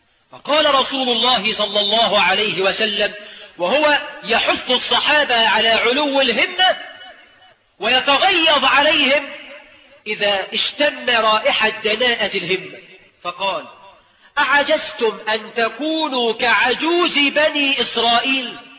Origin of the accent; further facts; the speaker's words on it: Egypt; وإحنا كمصريين نطلق الجزء ونريد به الكل